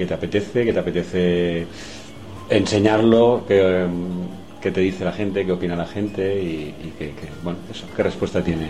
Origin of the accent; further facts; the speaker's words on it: Barcelona, Catalonia, Spain; Sí, yo soy de Barcelona.